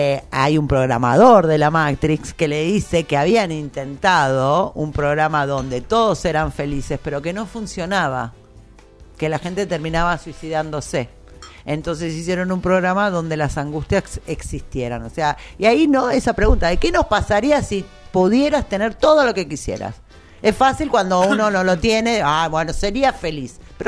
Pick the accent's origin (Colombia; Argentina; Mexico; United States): Argentina; Es como al argentino, sobre todo, la resiliencia que tenemos frente a la crisis